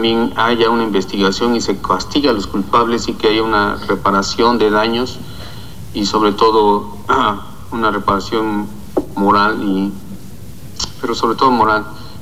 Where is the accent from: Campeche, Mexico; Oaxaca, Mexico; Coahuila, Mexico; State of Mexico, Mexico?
Oaxaca, Mexico; Nos da coraje todavía que nuestros hijos no puedan disfrutar de nuestro estado, de nuestra gente, de nuestra vida como oaxaqueños.